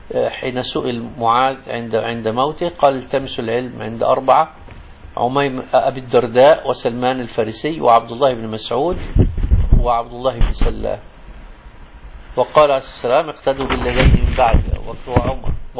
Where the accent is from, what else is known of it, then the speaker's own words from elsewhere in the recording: Egypt; يسموه الخضر عندنا في مصر